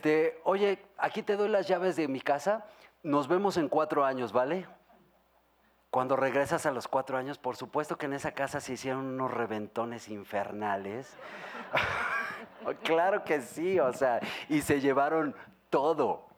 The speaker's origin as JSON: {"language": "Spanish", "country": "Mexico", "said": "O sea, yo como mexicano digo, no, claro que no."}